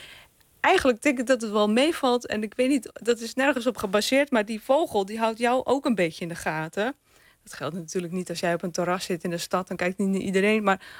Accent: North Holland, Netherlands; Nou, ik kom zelf uit Noord-Holland.

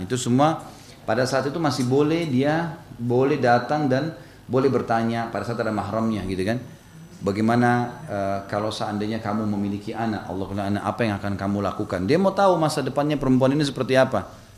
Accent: South Sulawesi, Indonesia; born there; Saya lahir di Sulawesi Selatan dan saya selalu ingatkan itu.

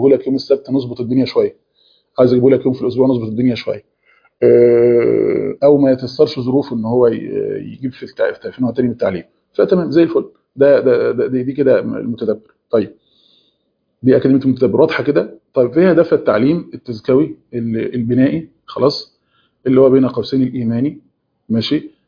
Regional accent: Egypt; في اجازه اللي هي نص السنه عندنا في مصر

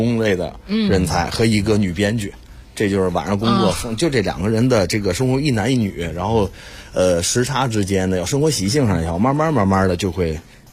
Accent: Northeast China, China; 我因为身为一个东北人，我特别希望回家以后宠物是特别粘着我的

